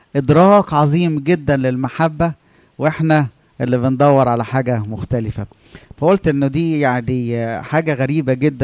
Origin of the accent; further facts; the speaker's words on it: Upper Egypt, Egypt; عندنا في الصعيد انا لما قلت المثل ده الناس عملوا لي ايه؟ على طول.